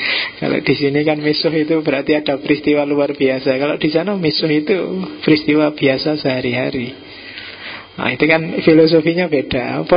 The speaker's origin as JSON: {"language": "Indonesian", "region": "East Java", "country": "Indonesia", "said": "Kalau saya Jawa Timur, lebih terus terang, to the point."}